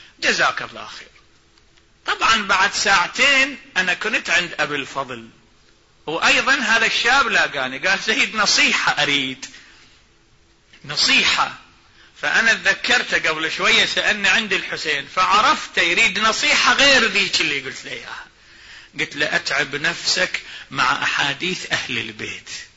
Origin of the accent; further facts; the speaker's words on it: Iraq; والله مثل عندنا بالعراق يقول